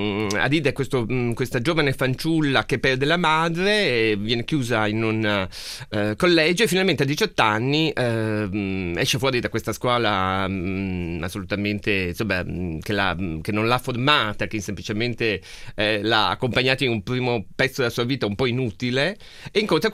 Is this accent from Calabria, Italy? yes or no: no; Trieste, Friuli-Venezia Giulia, Italy; accent: Triestine; ho usato delle parole spagnole e legandole con il mio dialetto d'origine, cioè il triestino, che non è conosciuto in Italia